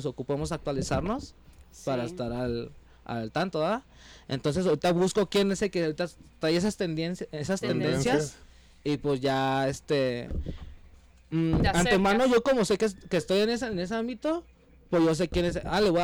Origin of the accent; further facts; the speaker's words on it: Guadalajara, Jalisco, Mexico; Bueno, yo soy de Oblatos, yo soy de Oblatos, pero allá radico, allá para el lado de Puente Grande.